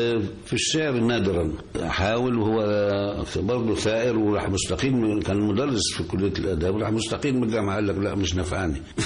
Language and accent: Arabic; Gharbia, Egypt; فيبقى انا من هولين مركز السنطة مدرية طنطا